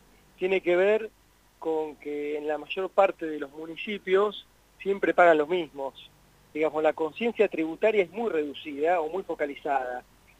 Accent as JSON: {"language": "Spanish", "town": "Huatraché", "region": "La Pampa", "country": "Argentina", "tie": "born or raised there", "said": "yo soy pampeano, nací en Huatraché, viví acá y fui a Buenos Aires a estudiar. Después tuve alguna experiencia laboral en Buenos Aires, en la provincia de Buenos Aires también."}